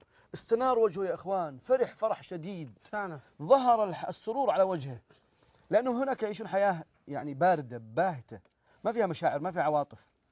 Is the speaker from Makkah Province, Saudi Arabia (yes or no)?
yes; Jeddah, Makkah Province, Saudi Arabia; فإحنا عندنا في جدة لها اسم ثاني